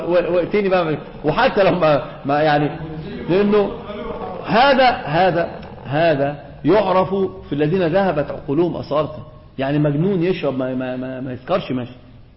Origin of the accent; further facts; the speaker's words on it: Egypt; احنا عندنا في مصر في شيء آخر بيذهب العقل